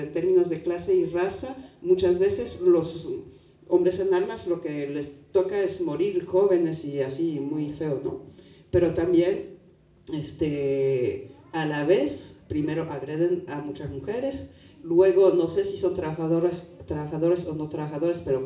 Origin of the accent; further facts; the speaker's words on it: France; Spanish is a second language; sobre todo como francesa, que tenemos uno de los complejos militar o industriales más bestiales del planeta